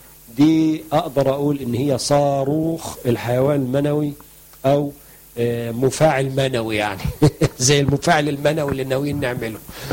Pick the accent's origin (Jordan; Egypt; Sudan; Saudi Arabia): Egypt; لقاح النخل اللي بنسميه عندنا في مصر الدكر أو غبار الطلع